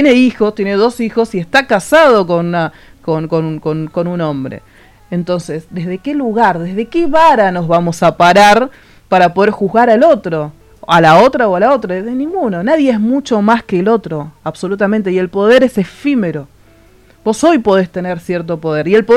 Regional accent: Argentina; y digo nosotros porque somos argentinos.

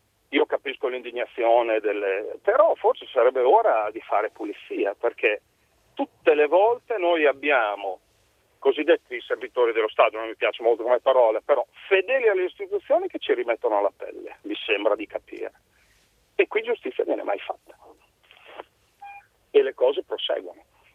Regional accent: Bologna, Emilia-Romagna, Italy; io sono anche di Bologna

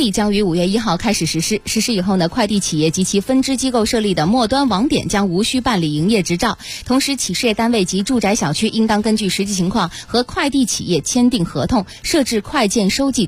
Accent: Guangxi, China; 我来自广西而已哈。

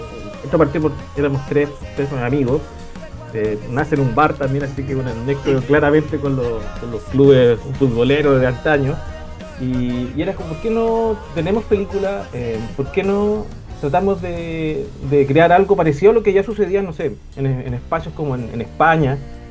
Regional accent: Concepción, Biobío, Chile; now in Santiago, Chile; Un gusto hablarte aquí desde Santiago. Y qué bueno hablar en Concepción porque yo soy penquista, así que tengo unos lazos obviamente con esa ciudad.

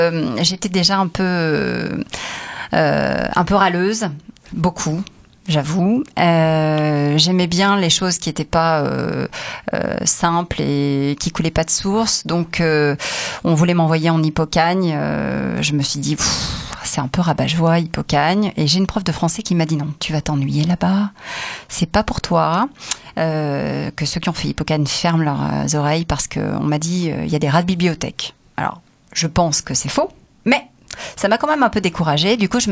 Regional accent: Provence-Alpes-Côte d'Azur, France; Il y en avait sûrement à côté de chez moi dans le Var.

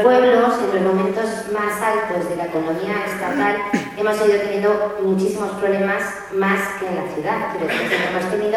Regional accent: Murillo de Gállego, Aragon, Spain; En mi pueblo estamos afectados, Murillo de Gallego, uno de los mejores de Aragón, sino el mejor

